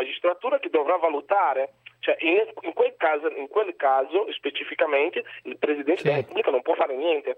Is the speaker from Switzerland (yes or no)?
no; Brazil; Italian is a second language; Io sono brasiliano.